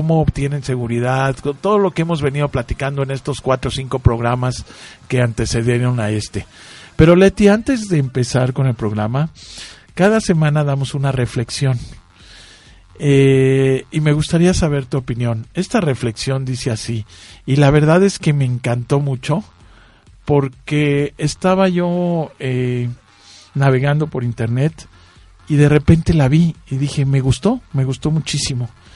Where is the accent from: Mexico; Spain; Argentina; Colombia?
Mexico; Así que como mexicanos, pues qué orgullo, ¿no?